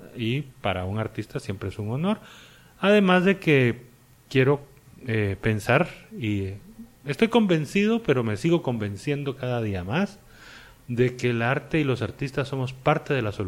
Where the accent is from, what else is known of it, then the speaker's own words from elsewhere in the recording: Guatemala; moved away as an adult; also born or lived in Santiago, Chile; Yo me fui todos los 90s de Guatemala, estuve viviendo en Sudamérica.